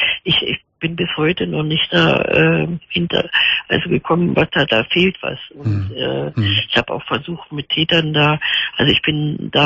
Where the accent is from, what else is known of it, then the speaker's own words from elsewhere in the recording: Bocholt, North Rhine-Westphalia, Germany; now in Berlin, Germany; Ich komme ja aus Bocholt unten, aber jetzt wohne in Berlin seit 71